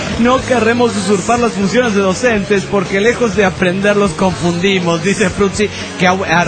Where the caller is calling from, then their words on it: León, Guanajuato, Mexico; de León, Guanajuato, México.